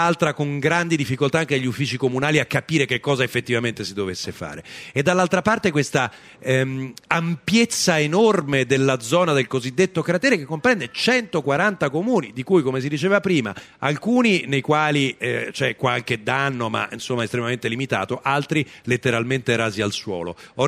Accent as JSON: {"language": "Italian", "town": "Bevagna", "region": "Umbria", "country": "Italy", "said": "Io personalmente c'ero, perché sono di Bevagna, la provincia di Perugia"}